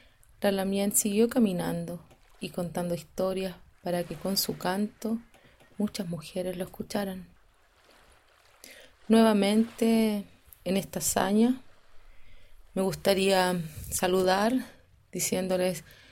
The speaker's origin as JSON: {"language": "Spanish", "town": "Santiago", "region": "Santiago Metropolitan Region", "country": "Chile", "tie": "born there", "said": "nací en Santiago, soy mapuche y champurria, porque mi mamá es una mezcladita del mundo popular, urbano, santiaguino."}